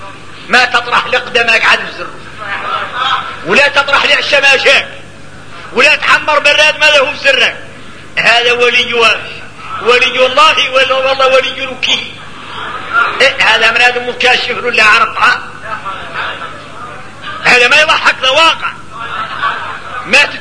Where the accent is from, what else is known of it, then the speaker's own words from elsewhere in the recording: Mauritania; احنا موريتاني ملاني من الاولياء